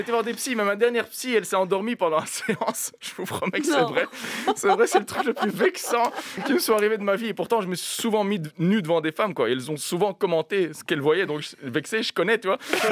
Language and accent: French; Belgium; Non, parce que je viens de Belgique.